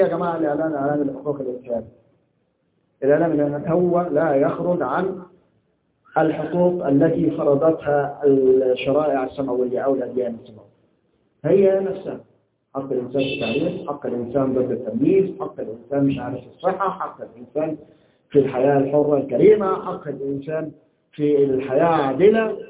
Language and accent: Arabic; Egypt; احنا عندنا في مصر كان الدستور السابق